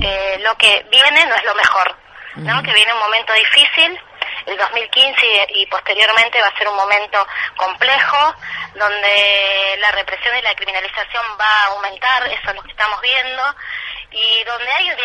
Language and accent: Spanish; Argentina; como somos argentinos, y las argentinas somos en general muy también, digamos, de presentarnos en la calle